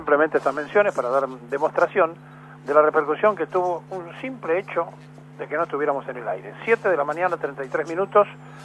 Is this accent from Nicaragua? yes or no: yes; Nicaragua; now in Puerto Rico; Soy nicaragüense y vivo en Puerto Rico y los escucho todos los días.